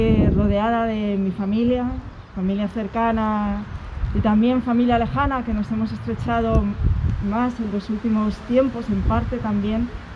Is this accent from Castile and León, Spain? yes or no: no; Community of Madrid, Spain; este no es mi lugar natal, yo soy madrileña, pero sí las raíces de la mitad de mi familia sí están ancladas aquí en Toledo, ¿no? Pero yo nunca viví aquí.